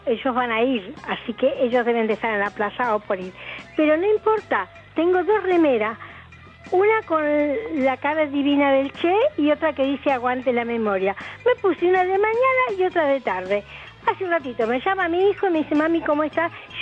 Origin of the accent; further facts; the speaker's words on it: Uruguay; now in Haedo, Argentina; Chicos, soy uruguaya, tengo 81 años, vivo en Aedo.